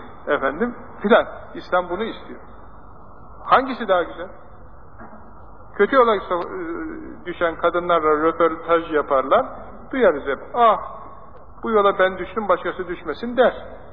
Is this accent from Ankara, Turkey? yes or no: yes; Ankara, Turkey; Ankaralıyız.